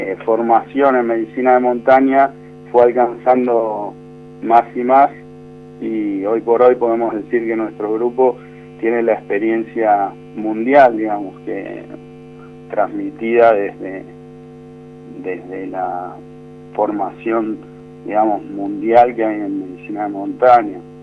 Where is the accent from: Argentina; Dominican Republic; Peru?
Argentina; Buenos Aires; Yo soy de Buenos Aires, sí.